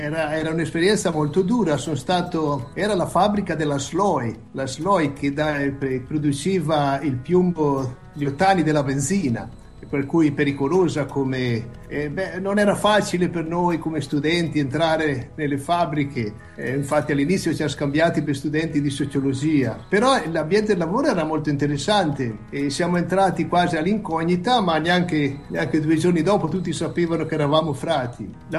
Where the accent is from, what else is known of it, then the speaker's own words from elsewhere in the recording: Moena, Trentino-Alto Adige, Italy; born there; Sono nato a Moena, Val di Fiemme, nel 45, 4 agosto del 45.